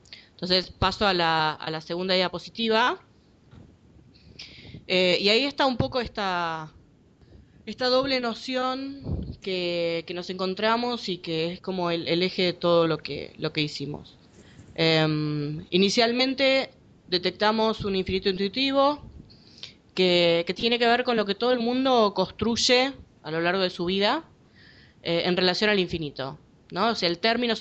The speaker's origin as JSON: {"language": "Spanish", "region": "Buenos Aires", "country": "Argentina", "said": "Yo soy de Buenos Aires, de Argentina."}